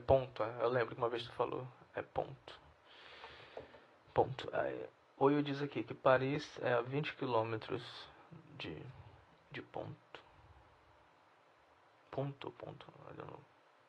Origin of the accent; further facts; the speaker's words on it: Brazil; accent: Brazilian; Então, eu vou falar francês com sotaque. Meu sotaque mesmo. De brasileiro.